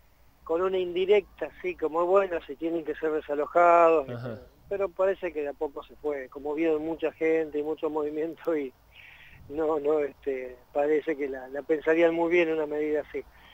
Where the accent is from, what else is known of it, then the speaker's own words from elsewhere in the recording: Argentina; nos sentimos cada vez más dignos y más grandes como argentinos, como latinoamericanos